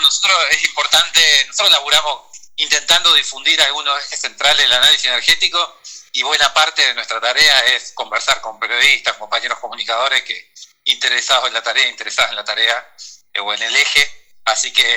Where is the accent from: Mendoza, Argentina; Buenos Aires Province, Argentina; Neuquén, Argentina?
Neuquén, Argentina; also born or lived in Bolivia; a los 3 meses ya estaba viviendo en Neuquén, que es donde sigo viviendo, pero bueno, nací en Bolivia.